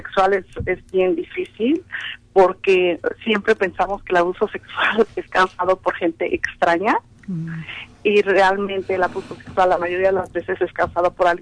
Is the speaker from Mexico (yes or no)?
yes; Mexico; te voy a mandar a México, por decir así, que yo soy de México, ¿no?